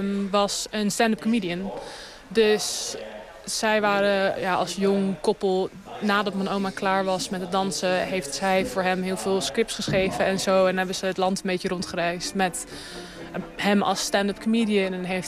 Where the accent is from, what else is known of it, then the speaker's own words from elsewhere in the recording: Amsterdam, North Holland, Netherlands; Ik ben in Amsterdam geboren, ben daar opgegroeid. Wel naar een international school geweest, gewoon voor mijn schooltijd. Maar mijn moeder is Wels en mijn vader is Zuid-Afrikaans / Australisch.